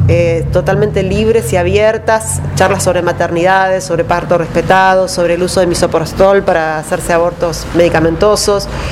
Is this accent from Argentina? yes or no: yes; Merlo, Buenos Aires Province, Argentina; yo soy de Merlo y pertenezco a una agrupación docente